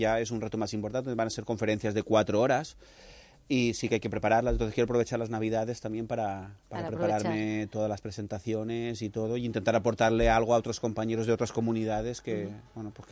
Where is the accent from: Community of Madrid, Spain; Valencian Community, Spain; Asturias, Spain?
Valencian Community, Spain; Las Vallas; Yo soy de Las Vallas